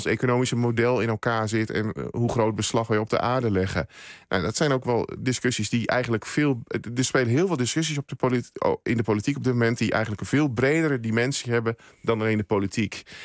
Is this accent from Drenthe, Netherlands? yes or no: no; Overijssel, Netherlands; now in Veluwe, Netherlands; Ja, ik ben in Twente opgegroeid en ik heb daar ook lange tijd gewoond. En ik woon sinds een aantal jaren op de Veluwe. En ik zeg wel eens gekscherend, van ik woon aan de goede kant van Amersfoort.